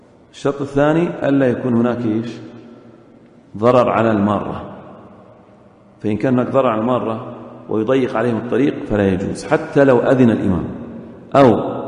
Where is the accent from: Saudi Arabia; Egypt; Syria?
Saudi Arabia; في السنوات الأخيرة عندنا في السعودية يضعون إيش؟ خرسانة